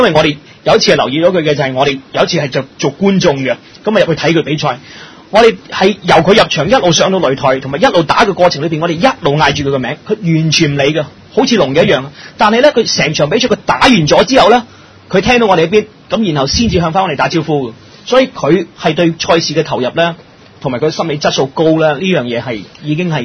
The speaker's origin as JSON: {"language": "Cantonese", "country": "China", "said": "咁同我哋中國人唔同，我哋中國人就算係唔中意呢個運動嘅"}